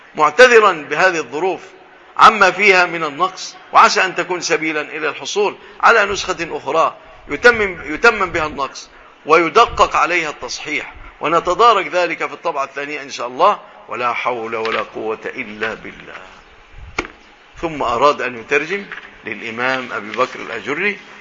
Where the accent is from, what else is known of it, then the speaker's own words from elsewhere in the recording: Egypt; في بلادنا مصر هذا موجود